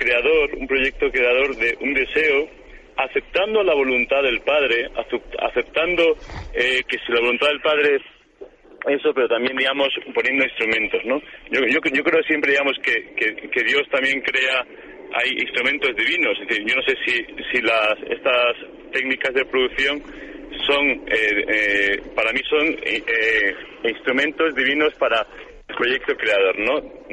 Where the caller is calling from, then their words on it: Madrid, Community of Madrid, Spain; soy de Madrid y soy cristiano.